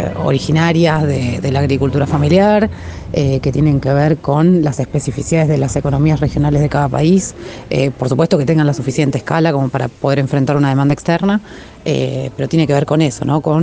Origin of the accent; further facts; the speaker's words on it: Argentina; nosotros como desde Argentina empezamos a ver